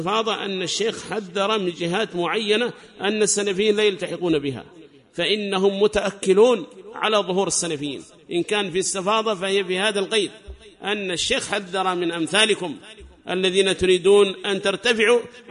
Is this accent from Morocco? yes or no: no; Yemen; ليس لك شأن عندنا في اليمن